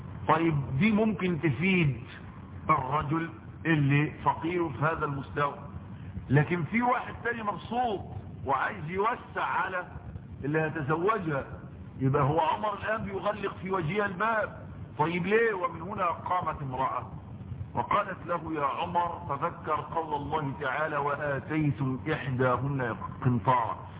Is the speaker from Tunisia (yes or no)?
no; Egypt; انا رجل غلبان لسه انا مصري هي دي مصر